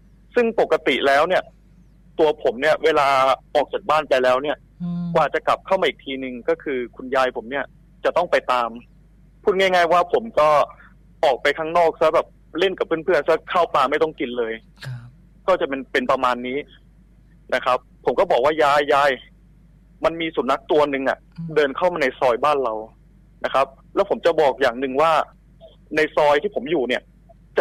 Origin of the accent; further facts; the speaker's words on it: Nonthaburi, Thailand; now in Sakon Nakhon, Thailand; ผมเป็นคนจังหวัดนนทบุรีเลยครับ